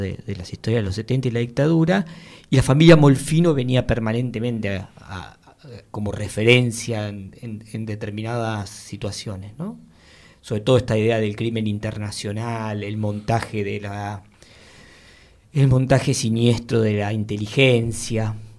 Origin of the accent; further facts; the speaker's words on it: Mar del Plata, Buenos Aires Province, Argentina; yo soy de Mar del Plata